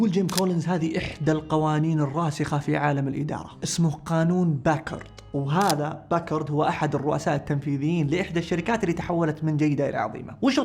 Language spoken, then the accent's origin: Arabic; Saudi Arabia; اللي عندنا في السعودية